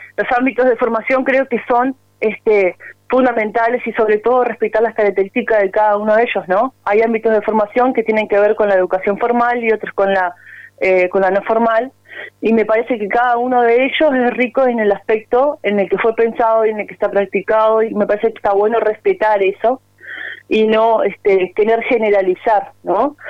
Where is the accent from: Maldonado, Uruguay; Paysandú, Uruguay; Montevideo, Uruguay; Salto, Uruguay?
Paysandú, Uruguay; Acá estamos en comunicación desde la Heroic.